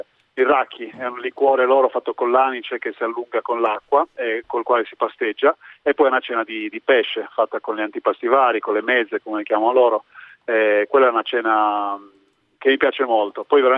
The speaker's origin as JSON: {"language": "Italian", "town": "Olbia", "region": "Sardinia", "country": "Italy", "said": "io sono di Olbia, vivo a Volfaranchi"}